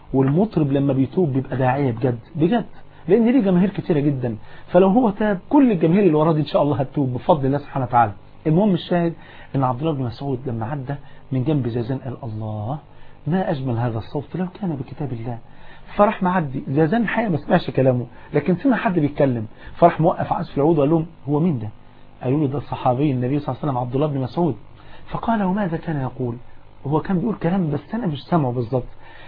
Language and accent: Arabic; Egypt; وقابلت مطرب انا المطرب ده اعرفه كويس جدا مطرب مشهور جدا عندنا في مصر